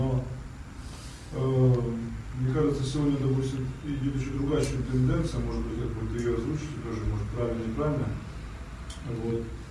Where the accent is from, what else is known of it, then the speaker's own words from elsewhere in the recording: Ozyorsk, Chelyabinsk Oblast, Russia; Я из Озерска, это Челябинская область.